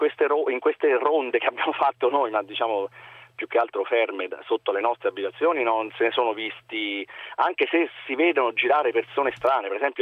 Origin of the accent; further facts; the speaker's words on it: L'Aquila, Abruzzo, Italy; Sì, sono aquilano e sono tornato all'Aquila perché torno praticamente tutti i giorni.